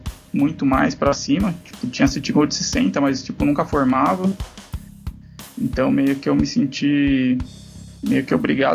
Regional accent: Guarulhos, São Paulo, Brazil; Sou de Guarulhos, em São Paulo.

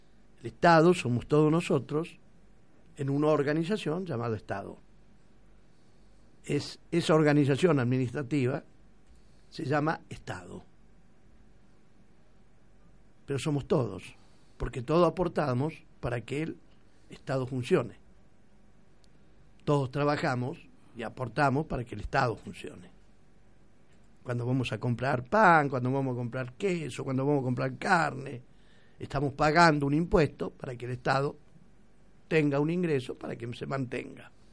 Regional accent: Argentina; ¿Somos estúpidos los argentinos o no?

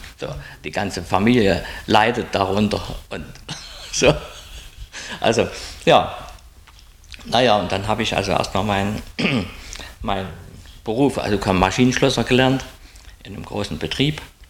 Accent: Saxony, Germany; Also, ich bin im Dorf geboren, im Erzgebirge, etwas hügelig schon, ganz kleines Dorf, im Pfarrhaus sozusagen geboren.

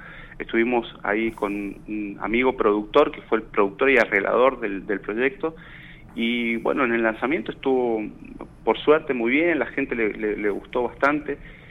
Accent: Mendoza, Argentina; moved away as an adult; now in Buenos Aires, Argentina; Sí, vivo en Capital, vivo en Mataderos, tengo 45 años. Hace 11 años que me vine de Mendoza acá a Buenos Aires y, bueno, como te digo, la historia fue, como venía de un pueblito muy muy chiquito

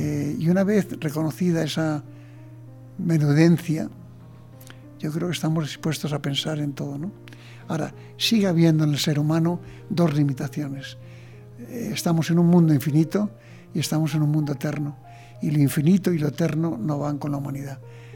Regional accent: Spain; Y luego también soy español claramente, ¿no?

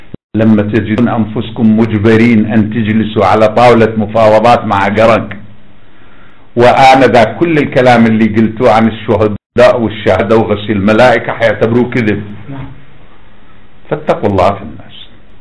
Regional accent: Iraq; انا ابن العراق.

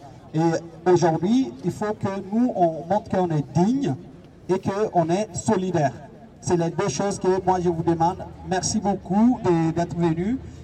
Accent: France; moi, en tant que français, je me sens concerné par sa mort. Et ça se passe chez moi

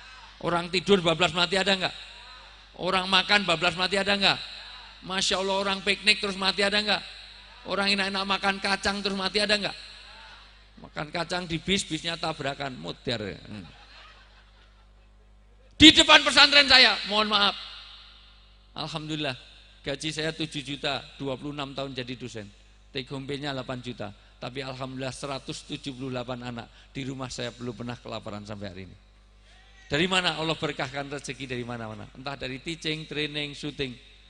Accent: Java, Indonesia; Saya asli orang Jawa

